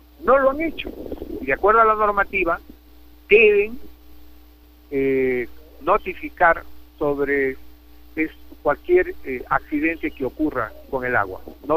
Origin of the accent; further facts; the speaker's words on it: Cajamarca, Peru; also born or lived in Mexico / United States; he trabajado en el extranjero, 7 años en México y también en Estados Unidos, 25 años, y desde hace 3 años me encuentro en Cajamarca, aquí en mi tierra